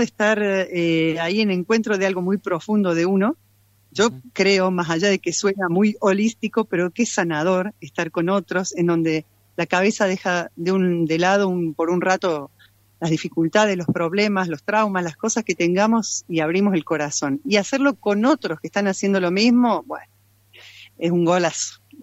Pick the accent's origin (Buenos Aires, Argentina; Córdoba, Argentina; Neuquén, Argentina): Córdoba, Argentina; moved away; dirigí coros en Córdoba muchos años antes de venir, soy cordobesa, antes de venir para acá.